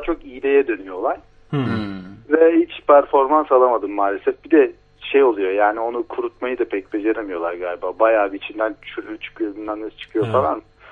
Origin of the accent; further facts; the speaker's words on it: Amasya, Turkey; Benim çocukluğum Amasya'da geçti.